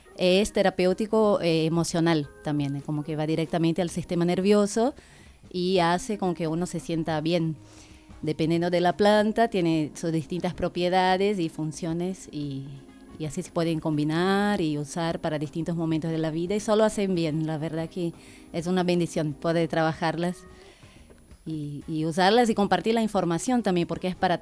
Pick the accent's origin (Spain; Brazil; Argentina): Brazil; moved away; Yo originalmente vengo de Brasil, de un linaje por parte de madre originario de Brasil, de bastante más amazónico.